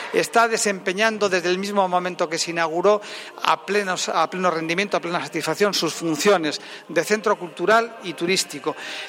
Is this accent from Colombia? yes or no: no; Castile and León, Spain; porque no hay nada que identifique mejor, que nos identifique mejor como castellanos que un castillo.